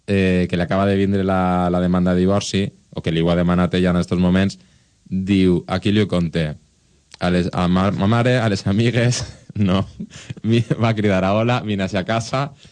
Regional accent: Valencian Community, Spain; Jo soc molt de la Safor, tu ja ho saps.

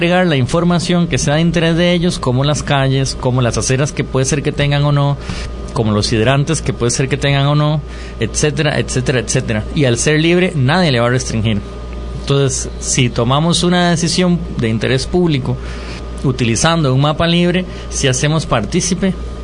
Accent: Alajuela, Costa Rica; Yo soy de Alajuela.

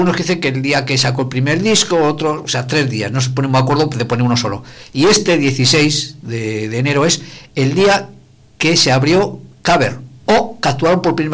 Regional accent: Andorra, Aragon, Spain; yo he venido todos los 100 kilómetros que hay de mi pueblo aquí, mi pueblo Andorra, de Teruel, a Zaragoza

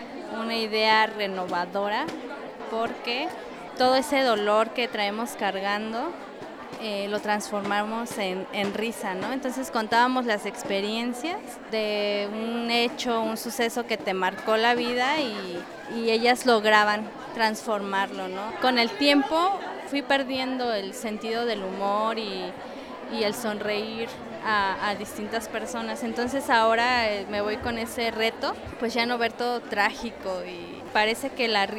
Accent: State of Mexico, Mexico; Yo soy del Estado de México.

